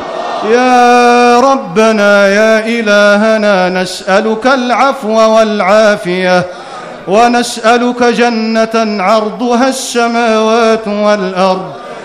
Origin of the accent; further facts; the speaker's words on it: Egypt; واحفظ بلدنا مصر من كل مكروه وسوء.